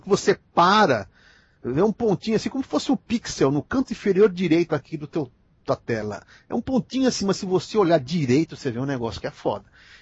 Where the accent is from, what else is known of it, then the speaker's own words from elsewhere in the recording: Minas Gerais, Brazil; Mineirinho, mineiro que também sou mineiro, mineirinho